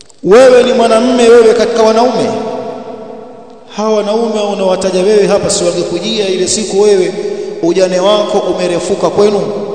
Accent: Tanga, Tanga Region, Tanzania; Kule kwetu Tanga, kwenye harusi ya kina mama wakiimbaimba, wanamtaja bwana harusi kwenye nyimbo

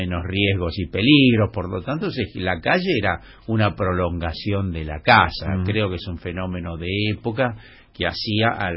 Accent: Colegiales, Buenos Aires, Argentina; born there; soy fana del barrio en que nací, de Colegiales, y ahora, bueno, de este en el que estoy hace 30 años.

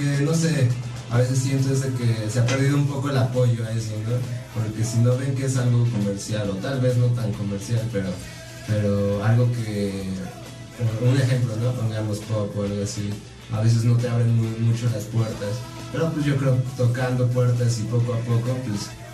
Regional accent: Chalco, State of Mexico, Mexico; yo soy de Chalco, Estado de México, aquí está cerca, ¿no? Unos 15 minutos.

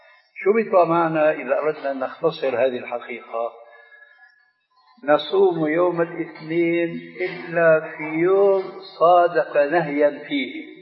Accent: Syria; بس بدنا كما يقولون عندنا في الشام بدنا نصفح

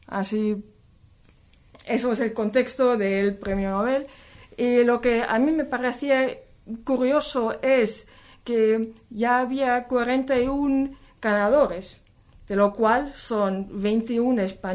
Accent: Germany; como somos de Alemania, no es una cosa tan inmanente, no lo tenemos tan cerca.

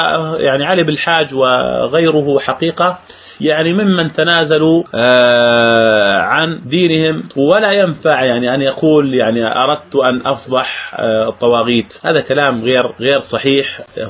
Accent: Jordan; قبل أن ينزل الانتخابات البرلمانية عندنا في الأردن

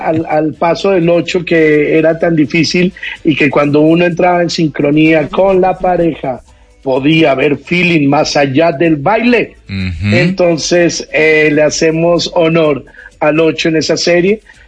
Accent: Bogotá, Bogotá Capital District, Colombia; a los que crecimos en Bogotá, rodeados del merengue, de cómo bailábamos merengue

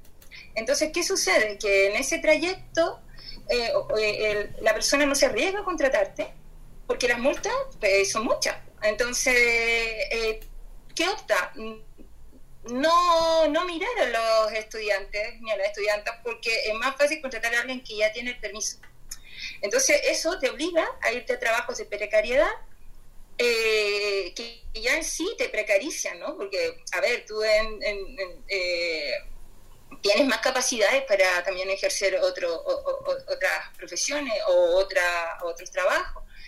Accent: Chile; Voy a repetir que yo soy de Chile

